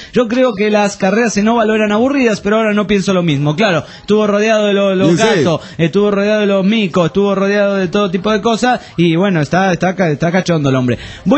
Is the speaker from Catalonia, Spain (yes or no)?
yes; Barcelona, Catalonia, Spain; de Barcelona, España.